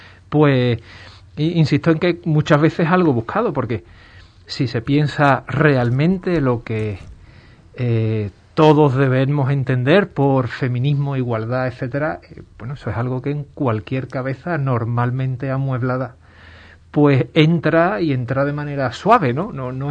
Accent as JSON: {"language": "Spanish", "town": "Ubrique", "region": "Andalusia", "country": "Spain", "tie": "born or raised there", "said": "como ha ocurrido aquí en mi pueblo, en Ubrique"}